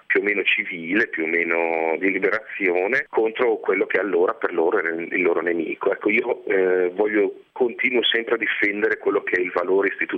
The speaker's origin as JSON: {"language": "Italian", "region": "Emilia-Romagna", "country": "Italy", "tie": "born or raised there", "said": "siamo cresciuti tutti in Emilia, zone molto radicate con una cultura molto forte"}